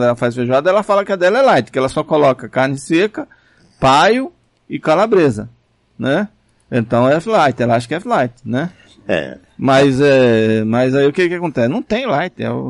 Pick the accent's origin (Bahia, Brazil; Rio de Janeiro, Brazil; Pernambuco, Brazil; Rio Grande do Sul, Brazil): Bahia, Brazil; Patamuté; Rapaz, esse livro meu, até em Patamuté tem. Na minha terra.